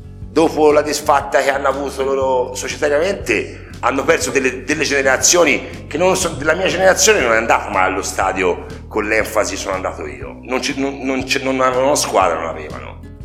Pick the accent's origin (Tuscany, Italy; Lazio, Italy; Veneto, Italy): Tuscany, Italy; Montevarchi; Secondo me noi siamo di Montevarchi, però sono di Arezzo.